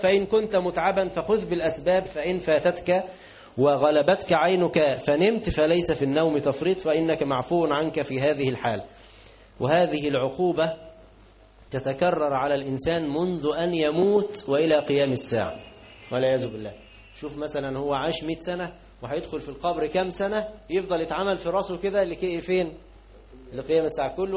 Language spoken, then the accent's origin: Arabic; Egypt; لكن عندنا احنا كمصريين خليناها ايه، يعني ما تعملش